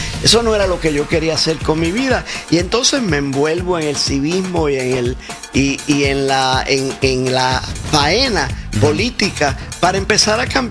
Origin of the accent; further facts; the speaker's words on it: Vega Alta, Puerto Rico; moved away as an adult; now in New York, United States; yo soy de Vega Alta. Estuve en Vega Alta, Puerto Rico, hasta que me gradué de la Universidad de Puerto Rico, y entonces me vine para acá a los 19 años. Cumplí los 20 años llegando a Nueva York